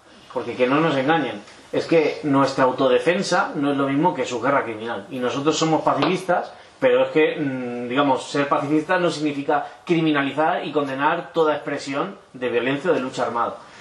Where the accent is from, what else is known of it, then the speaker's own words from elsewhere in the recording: Tulkarm, West Bank, Palestine; En mi pueblo, que es Tulkarem, antes nunca no había mucha lucha armada